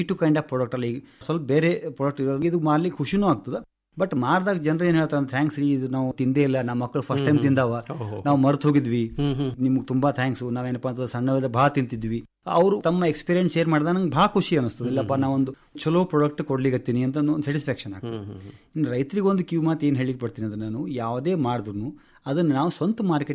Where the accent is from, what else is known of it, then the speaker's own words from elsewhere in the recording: Tengli, Karnataka, India; ಮೂಲತಃ ಟೆಂಗ್ಳಿ ಗ್ರಾಮದವನು.